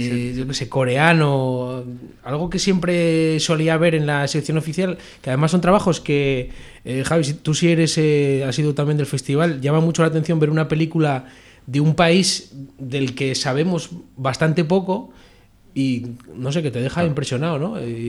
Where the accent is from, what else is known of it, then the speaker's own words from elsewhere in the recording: Philippines; Sí, a mí siendo de Filipinas me gustaría que hubiera una película